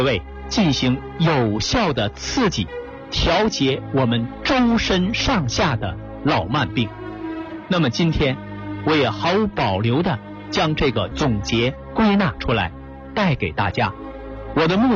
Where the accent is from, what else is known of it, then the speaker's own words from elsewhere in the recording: China; 其实在国外的专家眼中，我们中国人的按摩、针灸、拔罐都是这个道理啊。